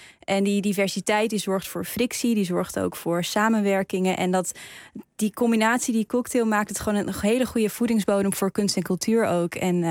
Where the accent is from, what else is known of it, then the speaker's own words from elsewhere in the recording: Netherlands; En als Nederlanders gaan we natuurlijk snel naar Antwerpen toe.